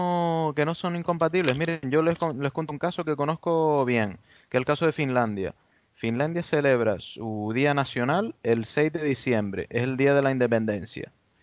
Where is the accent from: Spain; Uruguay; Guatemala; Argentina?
Spain; Canary Islands; accent: Canarian; Nosotros como hablamos canario, pues estamos en inferioridad de condiciones